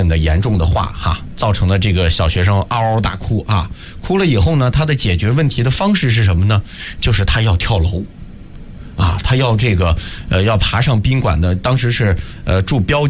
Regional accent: Beijing, China; 我是北京的啊

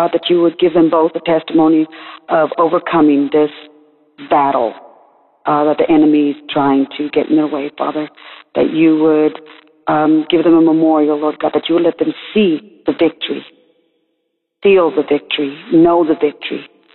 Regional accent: Amarillo, Texas, United States; I'm from Amarillo, Texas.

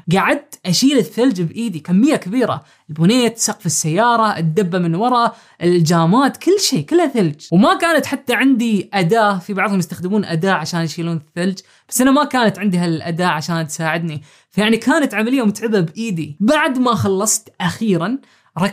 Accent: Oman; now in Turkey; عمري 31 سنة وأنا من عمان.

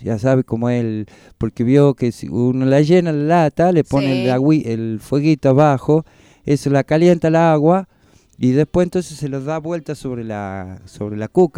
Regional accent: Calchaquí Valleys, Argentina; yo tengo de nacionalidad, yo soy de allá del Valle Calchaquís.

